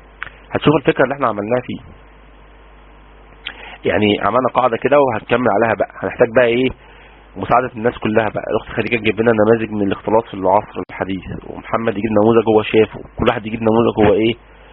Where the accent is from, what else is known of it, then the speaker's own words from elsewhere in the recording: Egypt; أولى إعدادي ده عندنا في مصر يعني 14، يعني 12 سنة